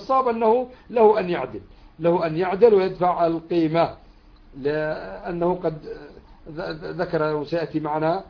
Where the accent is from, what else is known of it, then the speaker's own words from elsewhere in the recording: Yemen; إذا كان عندنا في اليمن مثلا